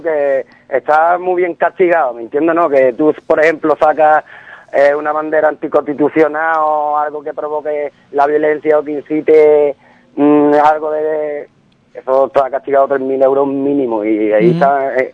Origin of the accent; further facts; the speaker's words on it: Ubrique, Andalusia, Spain; saben que somos de Ubrique y saben que jugamos al fútbol casi la mayoría